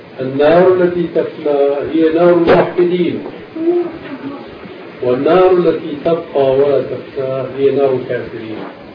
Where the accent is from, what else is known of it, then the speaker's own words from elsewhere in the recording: Damascus, Damascus Governorate, Syria; كان هناك قبل وجود المكتبة الظاهرية عندنا في دمشق